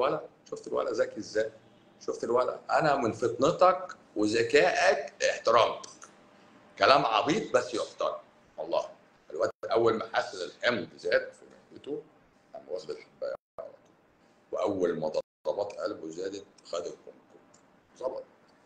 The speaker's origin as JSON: {"language": "Arabic", "region": "Cairo Governorate", "country": "Egypt", "said": "هو انا ماليش الشرف ان انا ابقى اسكندراني الصراحه، بس انا مش اسكندراني، انا قهرواني، انا مقاهزه، انا مقاهزه يعني ما بين الجيزه والقاهره،"}